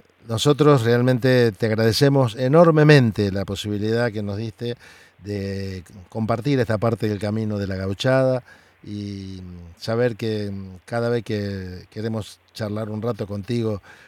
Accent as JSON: {"language": "Spanish", "region": "Santa Fe", "country": "Argentina", "said": "porque yo que vengo de Santa Fe, de la zona del litoral, ¿cierto?"}